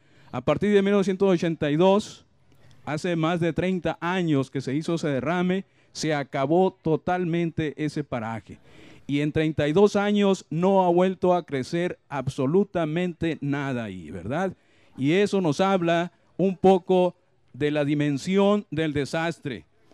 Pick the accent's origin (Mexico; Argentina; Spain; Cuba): Mexico; Cananea, Sonora; born there; yo nací en Cananea y durante toda mi vida me he percatado de todos los daños que causa la actividad minera.